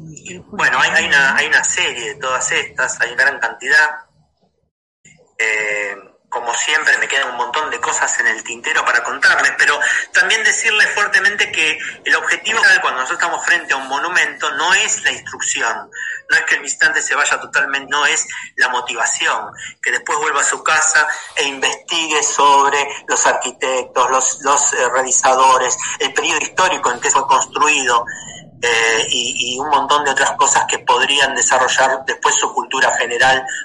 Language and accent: Spanish; Argentina; Como argentinos, digo, ¿cuántos monumentos creen que tenemos en nuestro país?